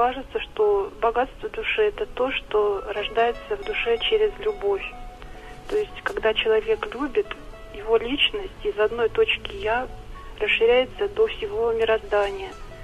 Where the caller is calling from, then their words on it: Ulyanovsk, Ulyanovsk Oblast, Russia; Я из Ульяновска.